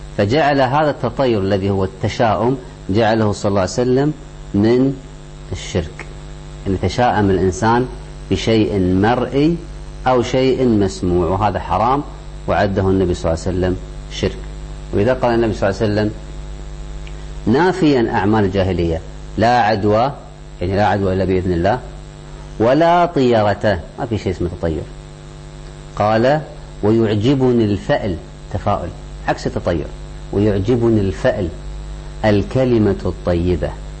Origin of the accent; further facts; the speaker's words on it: Kuwait; عندنا في الكويت، اذهب إلى أي مستشفى حكومي